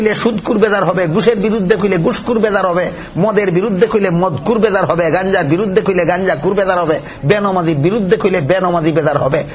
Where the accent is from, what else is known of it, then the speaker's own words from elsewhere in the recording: Sylhet Division, Bangladesh; আমরা সিলেটি বাসা খুব তুকাইয়া খাইলাই তো